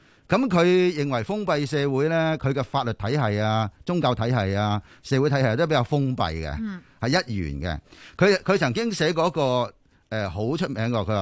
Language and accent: Cantonese; China; 特别系我作为一个中国人咧，我觉得呢个系实在太重要